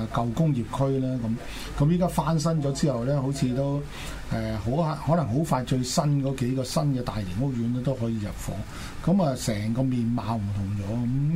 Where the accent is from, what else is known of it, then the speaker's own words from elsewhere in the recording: China; 我哋中國人有一句説話啦